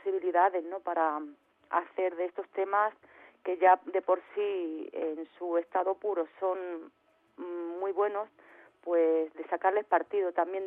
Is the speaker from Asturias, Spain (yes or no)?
no; Andalusia, Spain; poder ir allí a mi tierra, por la parte de Málaga